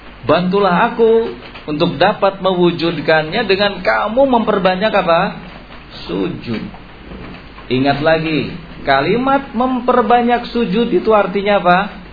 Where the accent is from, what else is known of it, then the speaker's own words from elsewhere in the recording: West Java, Indonesia; Kita nih orang Sunda terus terang, kadang-kadang seperti itu.